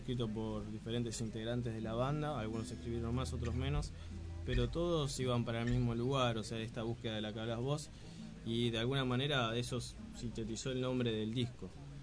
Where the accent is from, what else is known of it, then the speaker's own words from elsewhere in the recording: Moreno, Buenos Aires Province, Argentina; salvo yo que soy un poco de Moreno Centro, un poco de La Reja, un poco de Moreno Norte, allá lejos.